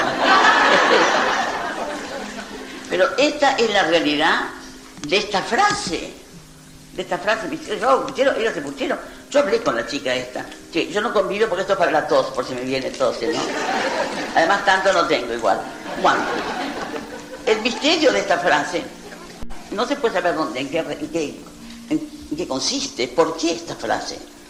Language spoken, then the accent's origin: Spanish; Cuba; No, soy cubano. Y esta película la vi en La Habana